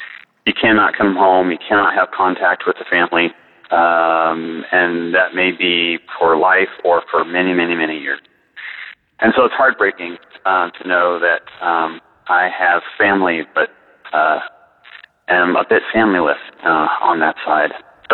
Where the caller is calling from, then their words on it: Mesa, Arizona, United States; from Mesa. I'll clarify that by saying from East Mesa, in Arizona